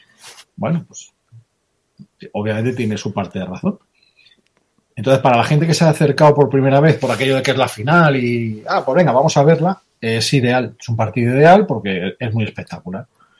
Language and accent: Spanish; Seattle, Washington, United States; yo soy de Seattle